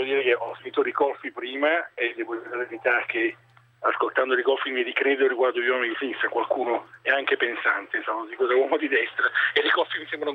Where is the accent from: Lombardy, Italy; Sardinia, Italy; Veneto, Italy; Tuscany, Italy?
Lombardy, Italy; Como; perché sto seguendo, essendo un comasco